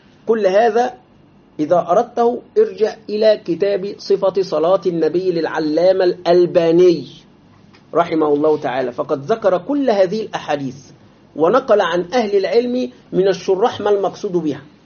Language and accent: Arabic; Egypt; ولذلك حتى إلى الآن عندنا في مصر بعض هذه الأماكن باسمها